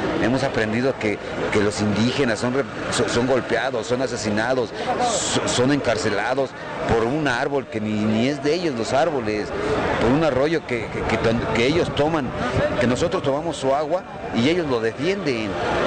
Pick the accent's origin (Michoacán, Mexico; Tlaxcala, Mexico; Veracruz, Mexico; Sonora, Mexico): Tlaxcala, Mexico; Yo no soy de Guerrero, yo soy del estado de Tlaxcala.